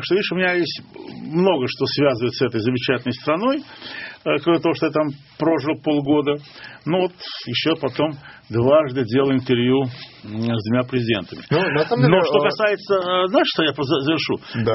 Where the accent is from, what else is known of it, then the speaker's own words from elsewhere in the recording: Baku, Azerbaijan; Ну, я же из Баку, а у нас большинство мужчин усатых.